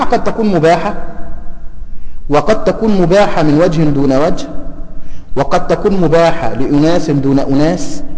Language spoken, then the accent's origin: Arabic; Egypt; الفصال عندنا في مصر